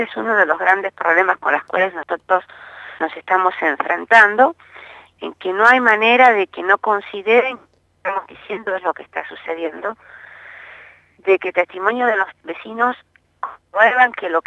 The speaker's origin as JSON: {"language": "Spanish", "town": "Los Toldos", "region": "Buenos Aires Province", "country": "Argentina", "said": "soy de Los Toldos"}